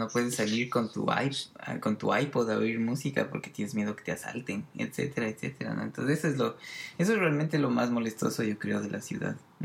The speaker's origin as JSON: {"language": "Spanish", "town": "Quito", "region": "Pichincha", "country": "Ecuador", "said": "yo soy de Quito y que ahí tengo mi familia y mis amigos"}